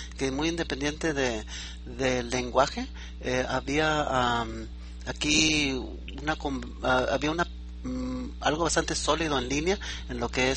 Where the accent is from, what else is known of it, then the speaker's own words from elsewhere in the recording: Mexico; now in United States; siendo un latinoamericano, aunque soy mexicano en el extranjero, ¿verdad? Yo vivo en Estados Unidos